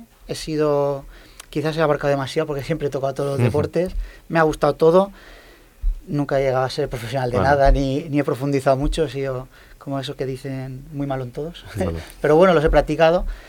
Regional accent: Elche, Valencian Community, Spain; also born or lived in Murcia; Porque yo soy de Elche, pero me fui por trabajo a Murcia y ahora he vuelto.

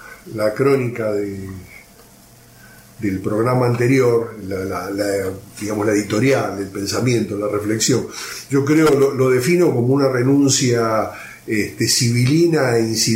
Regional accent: Argentina; A mí como ciudadano argentino no solamente me defraudó

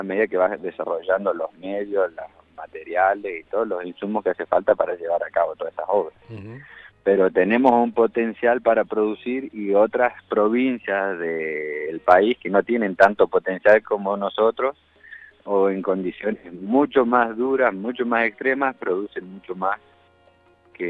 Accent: Argentina; que es lo que nos da esas características como argentinos

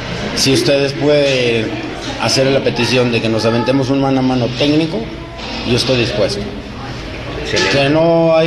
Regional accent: Guadalajara, Jalisco, Mexico; Gracias, y es mi tierra natal, y aquí tiene el ombligo.

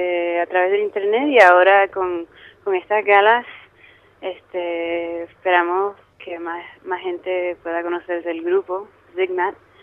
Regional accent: Puerto Rico; born there; Steve nació en Alemania y yo nací en Puerto Rico, y es una mezcla también de idiomas. Canto en castellano igual que en inglés.

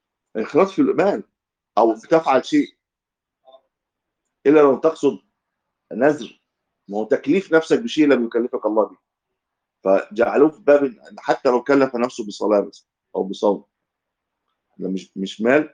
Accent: Egypt; لكن لو العمله واحده زي عندنا في مصر

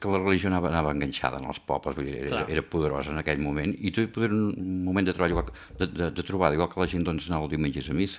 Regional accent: Aiguaviva, Catalonia, Spain; born there; El meu pare són d'Aigua Viva. Eren veïns i això, vaig néixer a Aigua Viva el juny del 54.

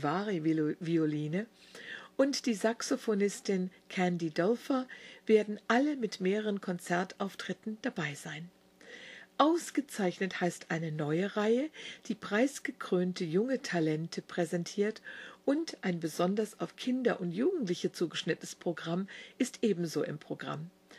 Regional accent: Wiesbaden, Hesse, Germany; fahren Sie mal nach Wiesbaden, so oder so. Und das ist meine Heimatstadt, meine Stadt, in der ich geboren wurde

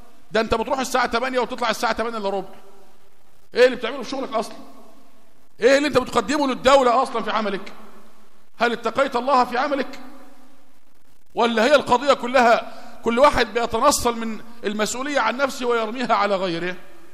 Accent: Egypt; قصة راقصة من الراقصات المشهورات عندنا في مصر

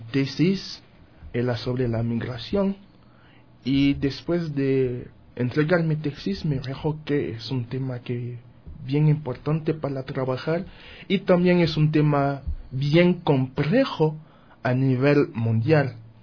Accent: Haiti; now in Ecuador; después de 2010 había un terremoto fuerte en mi país y los haitianos empezaron a salir

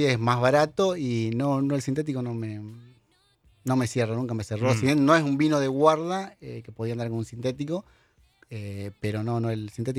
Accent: Santa Fe, Argentina; primero que yo no soy mendocino, soy santafesino.

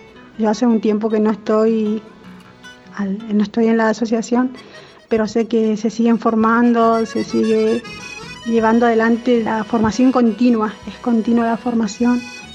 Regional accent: Goya, Corrientes, Argentina; soy de Paraje Buenavista, en el departamento de Goya, en la provincia de Corrientes.

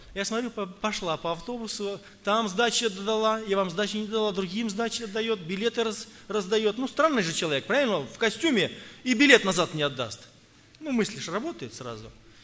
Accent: Tula Oblast, Russia; я из Тульской области, благовестник.

